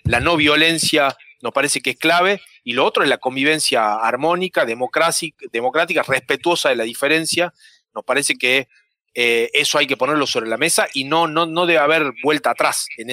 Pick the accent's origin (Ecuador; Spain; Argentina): Argentina; lo que hablan de nuestra identidad como Argentina en el mundo.